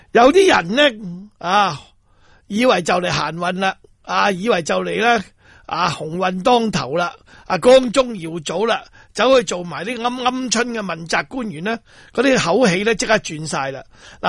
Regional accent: Hong Kong; 就以后我们香港人都会记住你的。

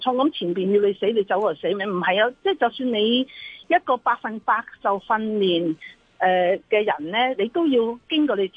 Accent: Hong Kong; now in Canada; 我喺加拿大住咗三十年啦，不過我土生土長，中意香港，我翻翻嚟嘅，

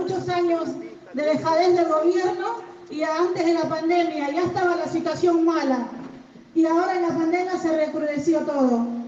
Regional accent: Buenos Aires, Argentina; yo soy de Capital

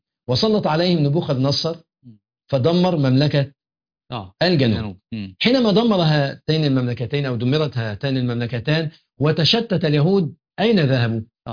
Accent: Egypt; يعني إحنا عندنا في مصر أقول لك المحافظة الفلانية لها صفات كذا

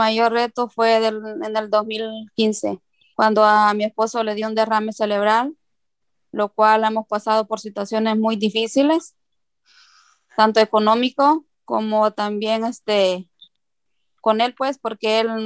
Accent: El Salvador; now in Santa Ana; Vivo aquí en Santa Ana, soy de El Salvador. Tengo 20 años viviendo aquí en Santa Ana.

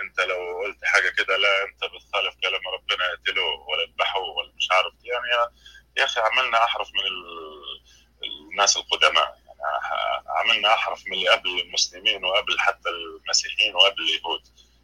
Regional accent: Libya; انا طبعا مش من مصر، انا من ليبيا.

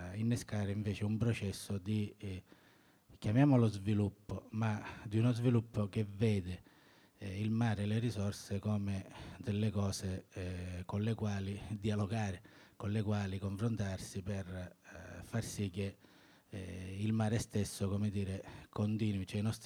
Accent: Catania, Sicily, Italy; vengo da Catania

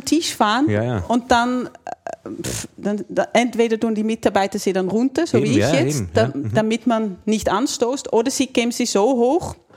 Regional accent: Netherlands; accent: Dutch; German is a second language; moved away as an adult; now in Austria; habe in Holland Ergonomie studiert und ja, lebe seit 20 Jahren in Österreich und deshalb auch noch immer meinen Akzent, meinen holländischen Akzent

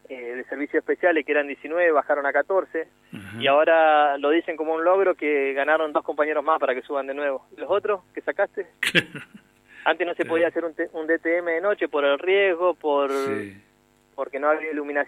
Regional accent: Catriel, Río Negro, Argentina; De donde soy yo

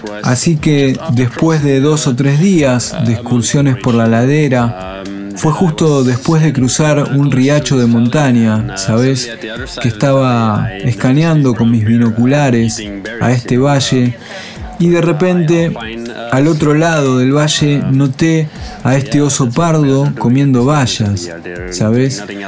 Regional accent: Belgium; Yo vengo de Bélgica y no acostumbro a hacer esta especie de largos viajes en tren.

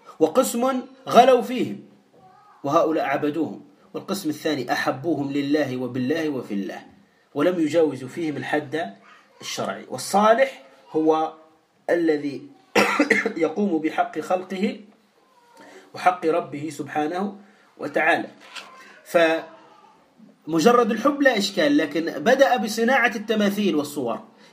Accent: Tunisia; ولهذا لا تستغرب في قصة اللي عندنا في تونس

